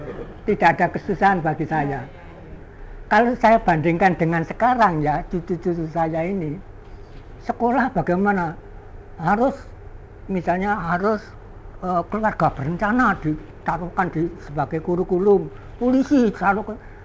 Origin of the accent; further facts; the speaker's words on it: Surabaya, East Java, Indonesia; saya bersumpah di Surabaya itu sudah lama sekali, mulai zaman Jepang sampai zaman saya jadi pegawai. Karena itu sampai sekarang ini saya arek Surabaya.